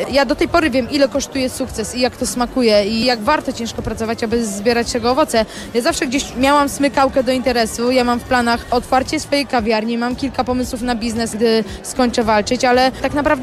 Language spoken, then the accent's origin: Polish; Olsztyn, Warmian-Masurian Voivodeship, Poland; Ja zawsze byłam związana z Warmią, z Olsztynem. I ja zawsze mówię, że jestem olsztynianką.